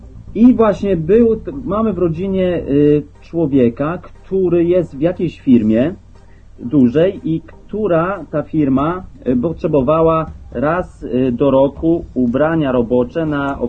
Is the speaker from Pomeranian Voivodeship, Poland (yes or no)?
yes; Malbork, Pomeranian Voivodeship, Poland; jestem z Malborka